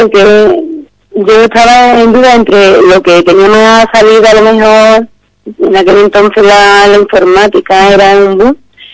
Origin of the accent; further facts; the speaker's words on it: Los Palacios, Andalusia, Spain; soy de Los Palacios, soy ingeniera de informática